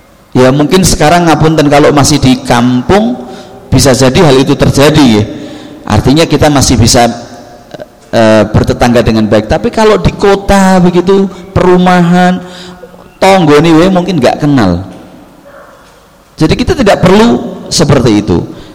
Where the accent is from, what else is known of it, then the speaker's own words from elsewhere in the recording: Java, Indonesia; kita sebagai orang Jawa kebanyakan masih mengikuti kebiasaan-kebiasaan nenek moyang kita